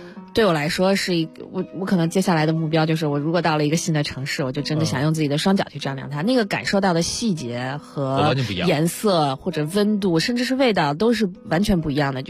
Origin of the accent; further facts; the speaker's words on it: Beijing, China; 我就真的是沿着这玉渊潭跑的时候，看到了我小时候在那儿长大的